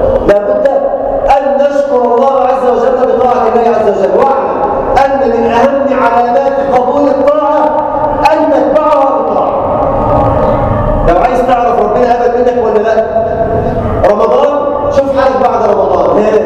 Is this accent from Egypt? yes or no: yes; Egypt; اللهم اجعل بلدنا مصر امنا الامان، سلما سلاما، سخاء رخاء